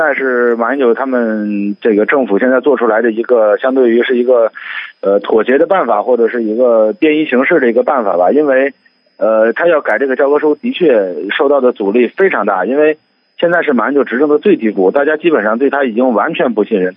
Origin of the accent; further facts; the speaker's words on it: northern China, China; 我是一个北方人，我为什么和广东人和新疆人和西藏人觉得自己是一个国家的？